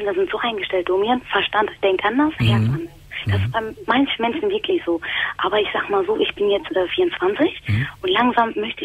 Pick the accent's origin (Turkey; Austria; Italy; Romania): Turkey; und ich bin Moslem. Also ich bin eine Türkin